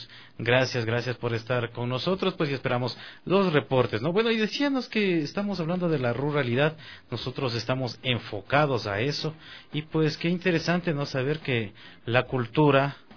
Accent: Quito, Pichincha, Ecuador; born there; A ver, yo nací aquí en Quito.

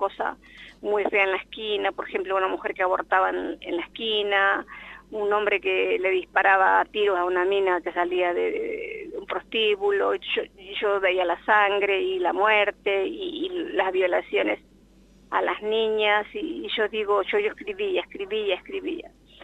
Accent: Sáenz Peña, Chaco, Argentina; moved away; yo soy de Sáenz Peña. Las dos sabemos lo que es la pobreza y querer salir a progresar.

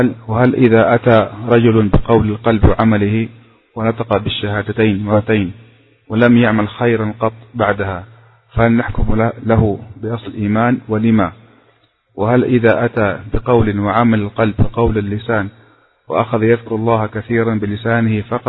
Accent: Upper Egypt, Egypt; لأن هذا يدرس في بلدتنا في صعيد مصر ونحن في خلاف فيه

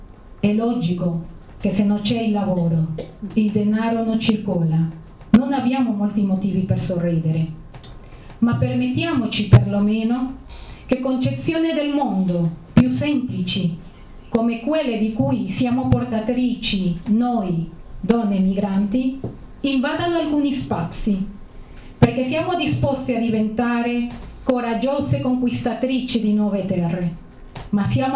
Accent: Trentino-Alto Adige, Italy; parte delle sfide della mia vita come altoatesina

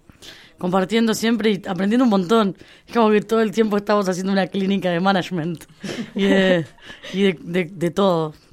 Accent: Montevideo, Uruguay; Bueno, yo soy de Uruguay, de Montevideo

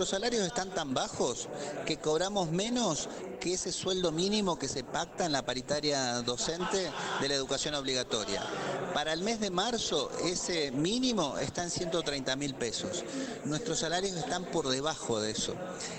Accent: Santa Fe, Argentina; Yo soy de Santa Fe.

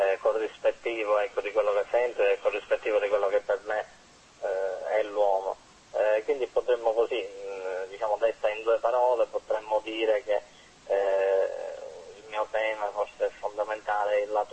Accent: Sicily, Italy; pur essendo siciliano, ecco, credo di avere qualcosa in comune con una certa estetica nordica.

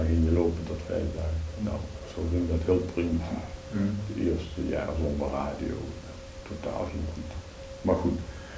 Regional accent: Venlo, Limburg, Netherlands; moved away as an adult; Nee, ik ben dus van Venlo afkomstig.

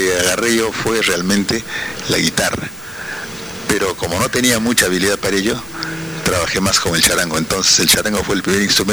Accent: Huaraz, Ancash, Peru; Yo soy huaracino, quiero mi tierra

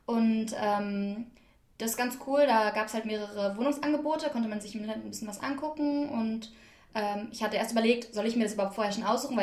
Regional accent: Germany; Ich komme aus Deutschland und ich war jetzt gerade in Spanien, habe dort Erasmus gemacht, 7 Monate.

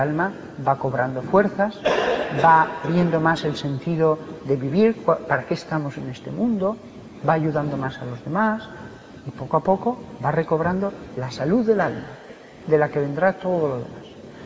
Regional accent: Barbastro, Aragon, Spain; Yo soy de Barbastro, 15.000 habitantes, no había ni un solo caso.

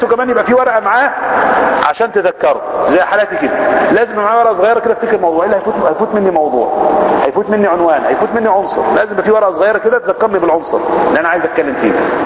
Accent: Zagazig, Sharqia Governorate, Egypt; ان احنا كل مجموعة في البلد عندنا في الزقازيق

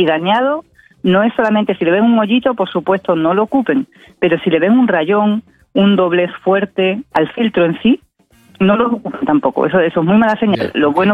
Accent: Spain; now in Valparaíso, Chile; me escuchan el acento, yo soy española, igual yo creo que ya soy porteña de adopción

